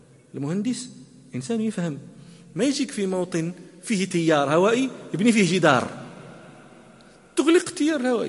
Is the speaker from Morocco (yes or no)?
yes; Morocco; هذه قطعة من الصحراء العربية موجودة عندنا في المغرب